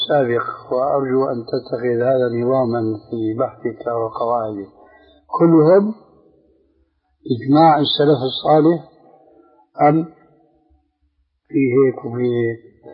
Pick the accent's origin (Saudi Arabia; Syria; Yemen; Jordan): Syria; كما يقولون أيضا عندنا في سوريا بصوت أحمدي يعني واسع في حرية كاملة